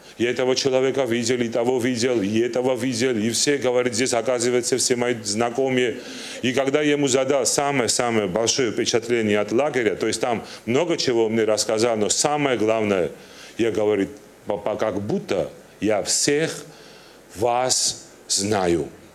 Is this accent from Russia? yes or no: no; Turkey; Russian is a second language; Я родился, я вырос в Турции, мне 42 года.